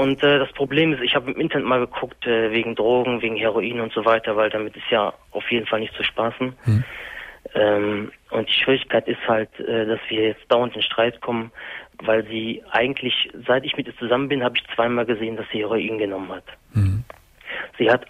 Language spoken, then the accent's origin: German; Germany; Ich bin Deutscher.